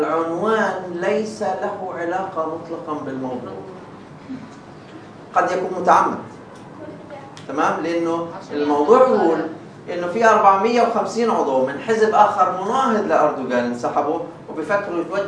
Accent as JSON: {"language": "Arabic", "country": "Palestine", "said": "في إشي مرتبط فيها كفلسطيني بنتظر"}